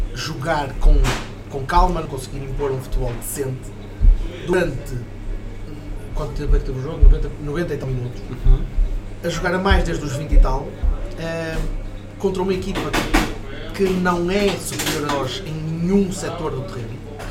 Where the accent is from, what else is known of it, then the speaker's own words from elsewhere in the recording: Porto, Portugal; born there; Curiosamente, nasci na Sé